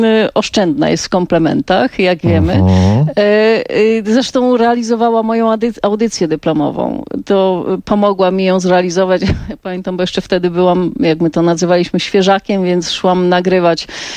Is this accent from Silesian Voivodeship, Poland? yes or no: yes; Silesian Voivodeship, Poland; bo jestem ze Śląska, ja byłam na studiach wtedy w Opolu, tata na Śląsku w Tychach.